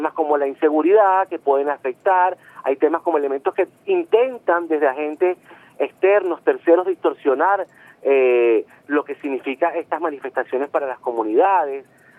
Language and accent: Spanish; Venezuela; nos posiciona como los venezolanos, o al menos debe hacerlo, como los venezolanos que merecemos y que queremos ser.